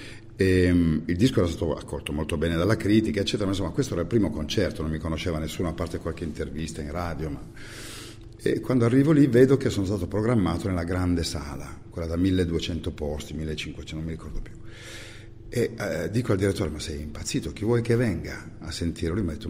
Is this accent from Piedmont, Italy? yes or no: yes; Piedmont, Italy; born there; io sono nato in provincia di Cuneo, che ha come unica barriera rispetto al mare le Alpi Marittime.